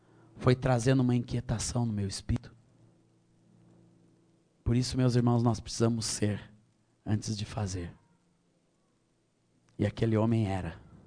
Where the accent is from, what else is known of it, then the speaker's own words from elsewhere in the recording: Rio Grande do Sul, Brazil; also born or lived in Minas Gerais; Eu nasci no Rio Grande, em Minas Gerais. Com a idade de 7 anos, meus pais foram para o Rio Grande do Sul e nunca mais saíram. Meu pai era militar, oficial do Exército brasileiro. E ali eu cresci, me criei